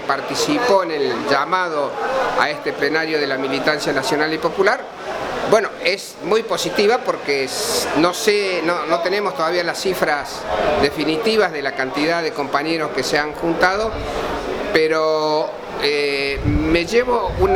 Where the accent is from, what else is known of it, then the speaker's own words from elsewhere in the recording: Córdoba, Argentina; yo soy de acá de Córdoba